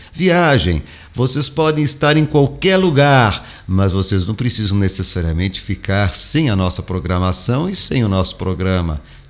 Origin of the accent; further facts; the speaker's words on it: Italy; Desculpe ter batido aqui no microfone com a mão, eu sou italiano e italiano gesticula todo o tempo.